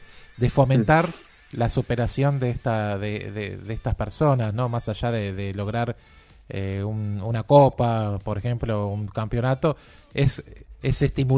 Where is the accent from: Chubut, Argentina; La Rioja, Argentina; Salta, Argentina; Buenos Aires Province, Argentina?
Buenos Aires Province, Argentina; Quilmes; nosotros justo estamos en la zona, somos de Quilmes.